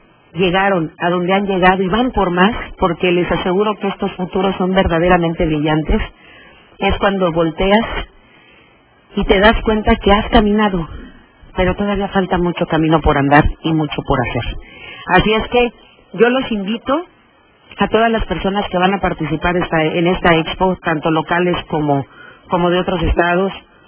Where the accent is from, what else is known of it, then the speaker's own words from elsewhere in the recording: Veracruz, Mexico; soy doblemente orgullosa, una porque soy mexicana y dos porque soy veracruzana.